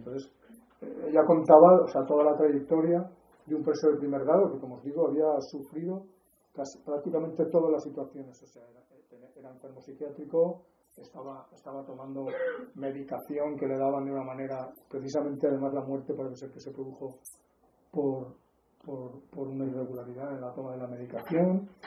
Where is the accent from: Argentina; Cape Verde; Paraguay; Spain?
Spain; Valencian Community; como somos valencianos